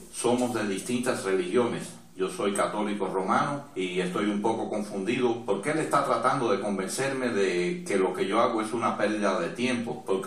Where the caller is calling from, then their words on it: Michigan, United States; Yo soy de Michigan.